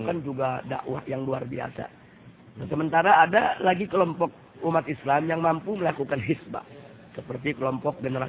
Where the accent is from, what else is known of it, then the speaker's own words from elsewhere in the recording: Indonesia; Saya datang dari Indonesia bersama keluarga